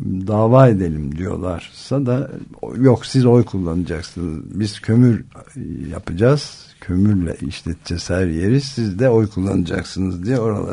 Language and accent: Turkish; Mediterranean and Aegean, Turkey; Akdeniz, benim gibi Akdeniz ve Ege'de doğanlar ve büyüyenler içinse daha iyi durum söyleyeyim, rahatlayacak.